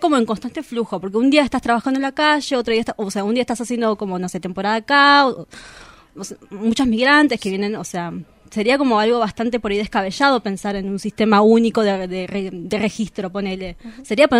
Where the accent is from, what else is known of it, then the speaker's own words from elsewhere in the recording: Bolivia; now in Argentina; De Bolivia.